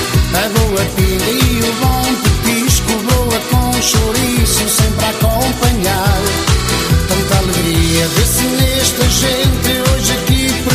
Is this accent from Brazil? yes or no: no; Vila Real, Portugal; Eu sou de Vila Real, sou de Trás-os-Montes, perto do Marão.